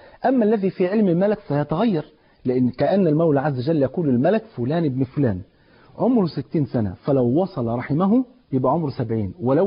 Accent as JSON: {"language": "Arabic", "country": "Egypt", "said": "عندنا في مصر"}